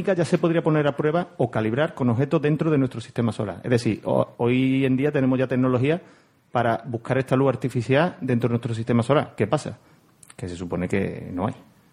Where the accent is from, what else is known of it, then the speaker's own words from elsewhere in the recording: Huelva, Andalusia, Spain; yo soy de Huerva y esta gente se mete conmigo. Que no es huervano, es onubense